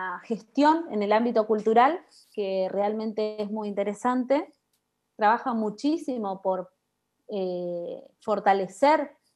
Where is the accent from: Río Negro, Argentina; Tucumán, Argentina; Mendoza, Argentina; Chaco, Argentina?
Chaco, Argentina; Es ser de Chaco, así que somos todas chaqueñas y chaqueños los que estamos en la producción.